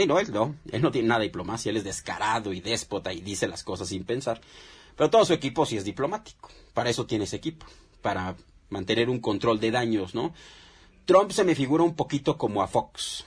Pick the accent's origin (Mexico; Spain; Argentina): Mexico; nosotros qué creemos que se puede hacer como mexicanos para parar todo esto